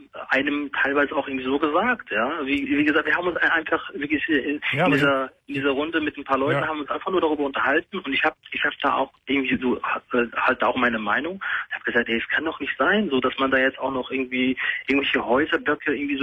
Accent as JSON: {"language": "German", "country": "Germany", "tie": "born or raised there", "said": "Moslem geboren, bin in Deutschland groß geworden."}